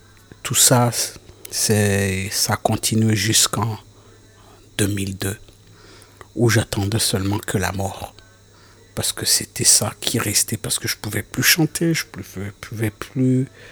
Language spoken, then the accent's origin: French; Rwanda; born there